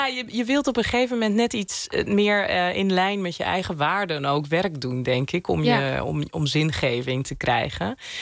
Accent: Zeeland, Netherlands; Ik ben zelf opgegroeid in Zeeland. Dus met heel weinig moslims om me heen.

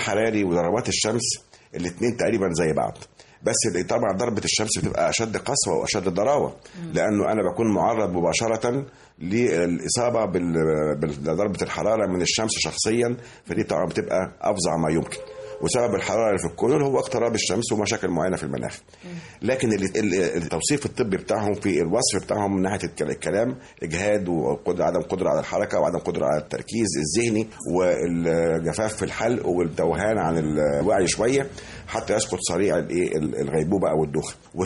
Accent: Egypt; مش عندنا في مصر فقط ولا في المنطقه فقط

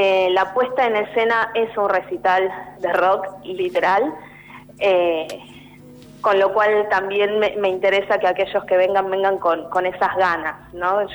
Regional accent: Argentina; nosotros como sociedad argentina

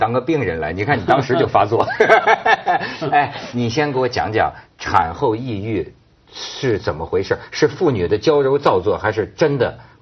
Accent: Hebei, China; 让我们河北人讲，有一句挺糙的话呀

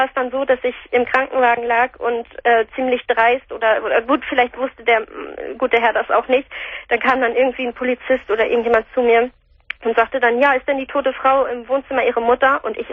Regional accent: Hamburg, Germany; wir kommen hier aus Hamburg.

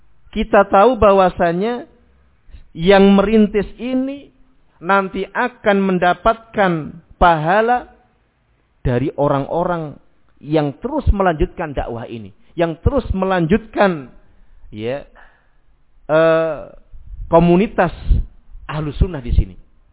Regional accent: Rembang, Central Java, Indonesia; moved away; Di tempat kota saya, ya, daerah Rembang sana, ya, mungkin baru kali-kali ini mungkin mulai muncul. Dulu belum ada.

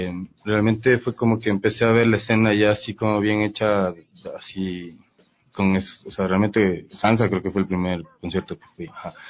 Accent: Valle de los Chillos, Pichincha, Ecuador; En el valle, yo crecí en el Valle de los Chillos.

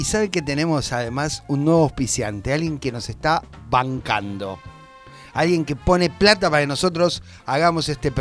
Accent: Corrientes, Argentina; Cuando era niño, vivía en Corrientes, hay muchos carnavales, comparsa.

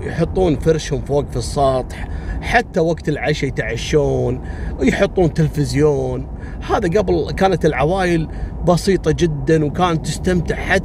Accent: Kuwait; فكان هالنظام هذا حتى عندنا في الكويت ترى أول، يعني في أول التسعينات وقبل في الثمانينات

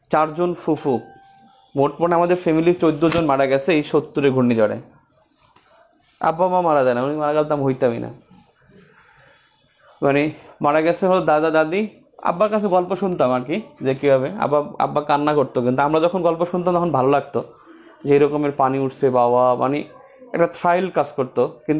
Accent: Char Biswas, Barisal Division, Bangladesh; also born or lived in Bauphal; জায়গা ছিল চর বিশ্বাস, নাম শুনছেন, এটা পটুয়াখালী জেলার মধ্যে চর বিশ্বাস নামে একটা জায়গা, ওই জায়গা আমাদের বাড়ি ছিল। এখন আমাদের বাড়ি হলো মানে ভিতরে আরও বাউফলে

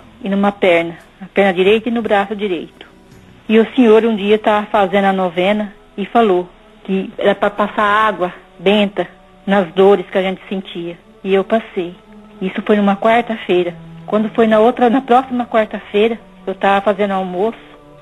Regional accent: Sabáudia, Paraná, Brazil; Eu sou de Sabáudia

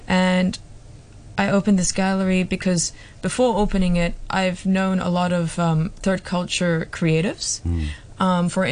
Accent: Hong Kong; I am Thai and Swiss, but I grew up in Hong Kong, and I call Hong Kong home.

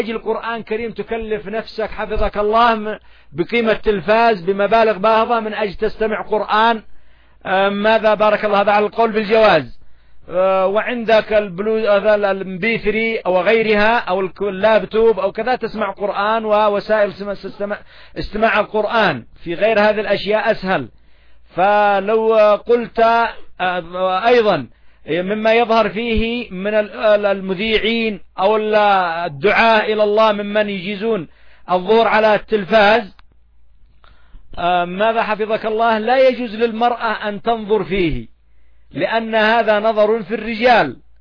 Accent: Yemen; فالعامة حتى نحن ها هنا نعاني من هذه المشاكل، إلا أن عندنا في اليمن

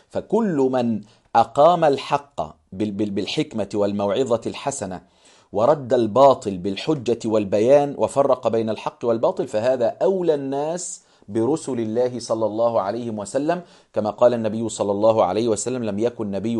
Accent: Egypt; مما هو منتشر عندنا في مصر في كثير من القرى والمدن كذلك

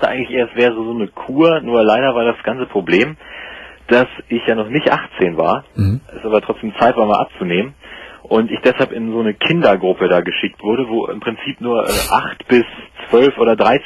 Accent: Hanover, Lower Saxony, Germany; also ich komme aus Hannover

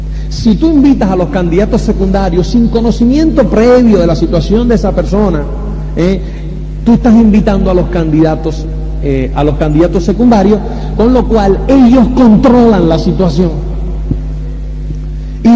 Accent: Spain; Entonces nosotros hablamos, no, somos de España y no sé qué y tal y cual.

